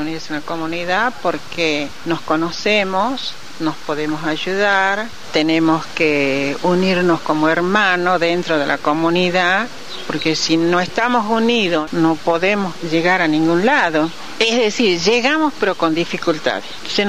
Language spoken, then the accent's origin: Spanish; Frías, Santiago del Estero, Argentina; Soy de Frías, pertenezco a la parroquia Inmaculada Concepción de la pequeña comunidad de la Capilla San Cayetano del barrio 24 de septiembre.